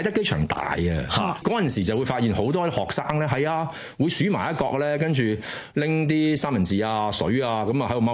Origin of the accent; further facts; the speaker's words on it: Kowloon City, Kowloon, Hong Kong; 但九龙城咧。我是完全分到，因为我的脚毛都在那里，所以很清晰的。